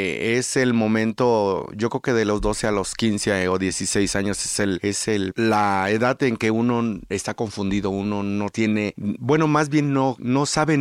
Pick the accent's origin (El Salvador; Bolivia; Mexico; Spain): Mexico; Acapulco, Guerrero; Soy del puerto de Acapulco.